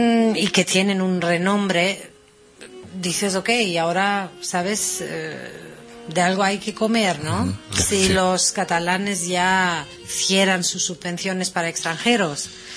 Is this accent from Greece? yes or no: yes; Greece; Spanish is a second language; now in Barcelona, Spain; no soy catalana, aún soy griega y mi ADN es de Grecia, así es. Aunque que amo Barcelona